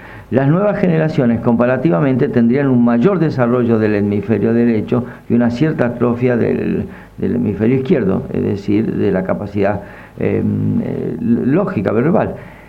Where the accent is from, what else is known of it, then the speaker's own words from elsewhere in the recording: Argentina; tenemos que saber los argentinos quiénes somos, porque los latinoamericanos en general y los argentinos en más nivel todavía, somos invertebrados